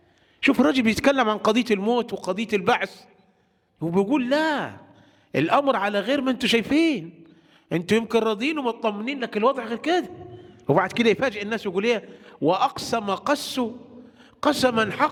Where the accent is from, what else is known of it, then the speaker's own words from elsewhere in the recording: Egypt; هو عندنا في مصر